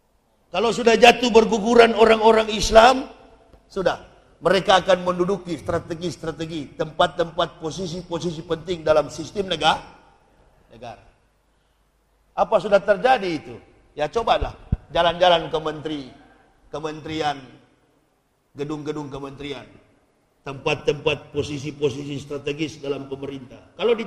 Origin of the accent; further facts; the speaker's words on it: Manado, North Sulawesi, Indonesia; saya orang Sulawesi. Saya orang Manado